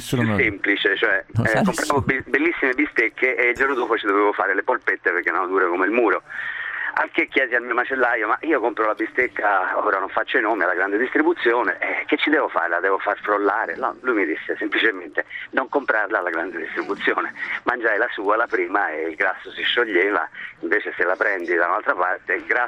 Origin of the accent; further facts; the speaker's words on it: Florence, Tuscany, Italy; sono di Firenze